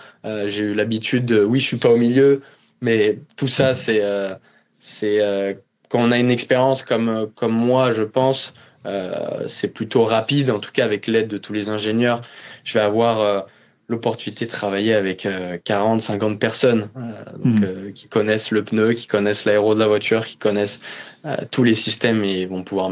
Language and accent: French; France; Je suis français, donc je reviens